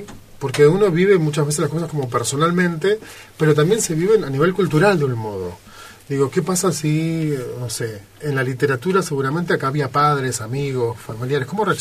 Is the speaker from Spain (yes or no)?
no; Buenos Aires, Argentina; nosotros no solo somos argentinos, sino que vivimos en Buenos Aires, en una capital